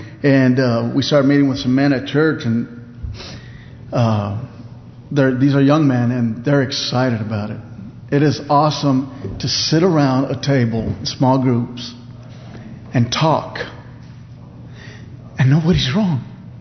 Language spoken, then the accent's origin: English; Texas, United States; I walked up, I'm from Texas, I went to Oklahoma.